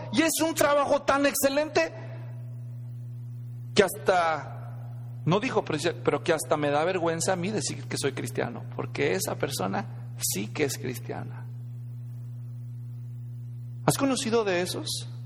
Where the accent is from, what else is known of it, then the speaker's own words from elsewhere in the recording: Mexico; era muy difícil encontrar cristianos en México, allá de donde yo vengo.